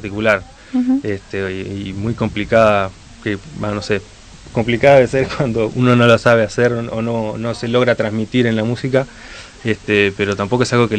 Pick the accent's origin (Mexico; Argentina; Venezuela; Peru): Argentina; Cipolletti, Río Negro; also born or lived in Neuquén / Buenos Aires; No, de Neuquén soy yo. Nací en Neuquén, viví en Cipolletti. Terminé secundaria en Cipolletti y me fui a vivir a Buenos Aires.